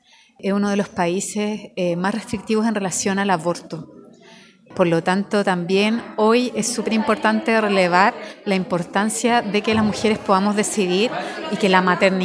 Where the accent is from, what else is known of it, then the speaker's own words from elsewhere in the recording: Valparaíso, Chile; Bueno, hola … feminista porteña.